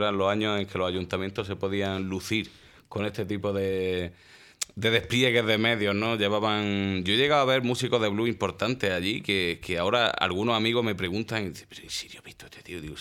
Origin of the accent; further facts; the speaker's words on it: Córdoba, Andalusia, Spain; now in Granada, Spain; he vivido en Córdoba un tiempo, he vivido, uh-huh. bueno, en realidad 12 años, yo me crié allí en Córdoba.